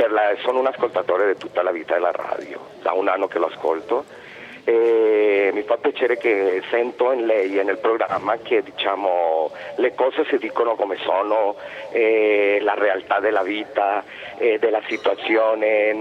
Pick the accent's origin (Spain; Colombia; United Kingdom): Colombia; Italian is a second language; Beh, io sono colombiano, però lo ascolto da un anno.